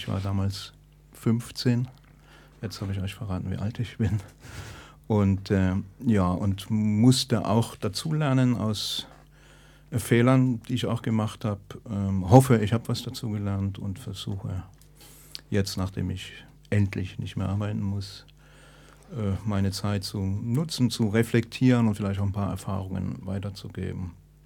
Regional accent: Stuttgart, Baden-Württemberg, Germany; ich komme aus Stuttgart. Ich bin Mensch sei Dank jetzt Rentner

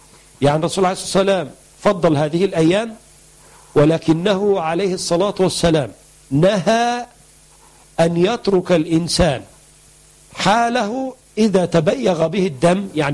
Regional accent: Egypt; الكركديه مشهور عندنا في مصر ان بينزل الضغط

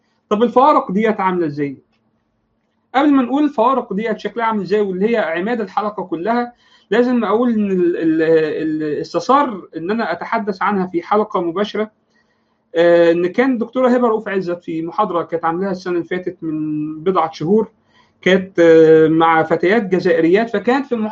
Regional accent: Alexandria, Alexandria Governorate, Egypt; مختلفه تماما عن الثقافه اللي موجوده عندنا في الاسكندريه

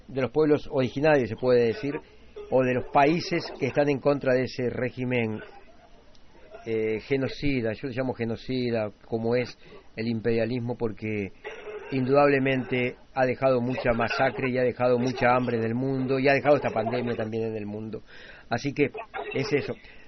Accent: Uruguay; desgraciadamente soy uruguayo

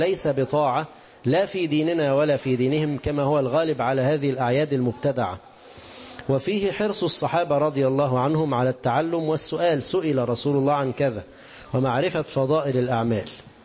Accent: Egypt; مصري ونحن من مصر

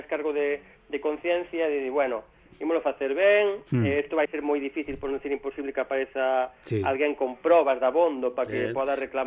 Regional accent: Galicia, Spain; Somos gandeiros e somos galegos.

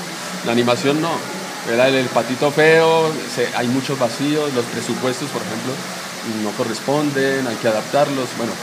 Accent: Bogotá, Colombia; y soy colombiano, de Bogotá.

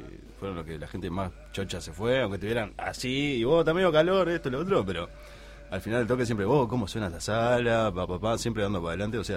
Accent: Paysandú, Uruguay; Nos creo conocemos todos de Paysandú. Y yo somos de Paysandú.

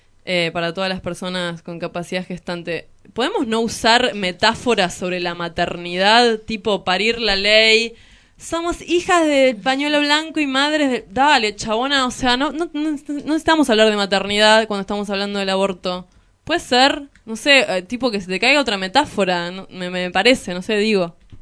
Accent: Hurlingham, Buenos Aires Province, Argentina; de Hurlingham, no me quiero ir

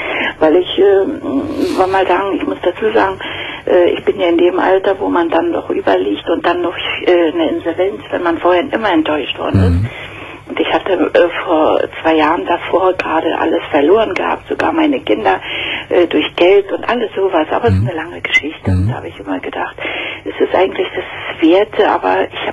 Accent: Berlin, Germany; ich komme aus Berlin und da sind doch immer in der Tageszeitung solche Anzeigen.

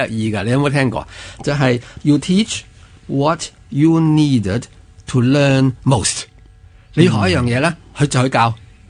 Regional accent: China; 原来打坐我哋中国人都有2000几年嘅历史啦

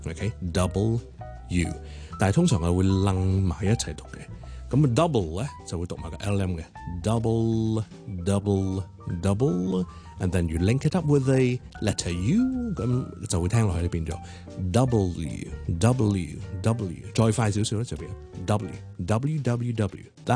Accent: Hong Kong; 我哋香港人有啲用 W 或者 WU 咁样。

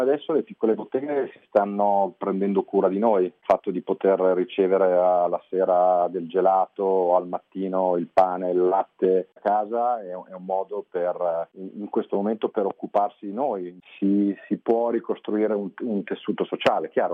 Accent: Milan, Lombardy, Italy; io sono di Milano

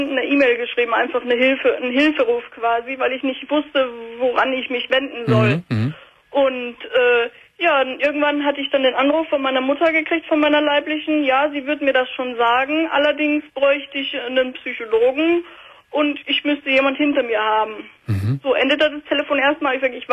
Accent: Austria; und hatte auch schon in Deutschland gelebt, weil ich bin ursprünglich aus Österreich.

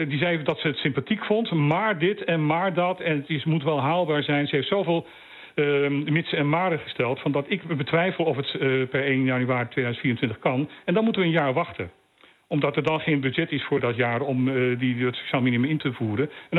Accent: Bonaire, Caribbean Netherlands; Wij zijn Nederlanders, maar wij zijn wel Bonaireanen. Ik voel mij Bonaireaan. Ik heb net mijn testament laten veranderen dat als ik overlijd, dat ik op Bonaire wil begraven wil worden.

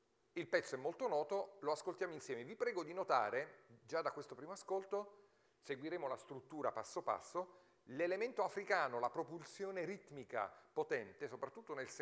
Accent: Abruzzo, Italy; abruzzese come il vostro conferenziere, quindi c'è insomma un elemento di sangue

